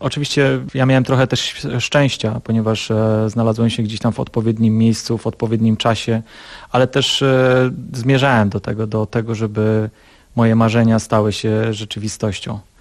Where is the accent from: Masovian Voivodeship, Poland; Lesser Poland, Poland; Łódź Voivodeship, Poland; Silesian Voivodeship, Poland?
Silesian Voivodeship, Poland; Ustroń; also born or lived in Cieszyn; Urodziłem się w Cieszynie, ale tylko się urodziłem w Cieszynie. Mieszkałem i mieszkam od urodzenia w Ustroniu.